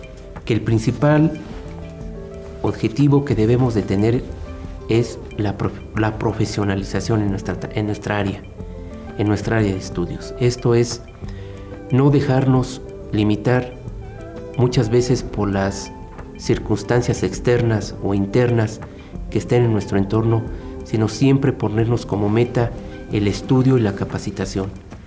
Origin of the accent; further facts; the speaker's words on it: Mexico; estamos perdiendo la gran oportunidad como mexicanos de poner una empresa que puede ser de clase mundial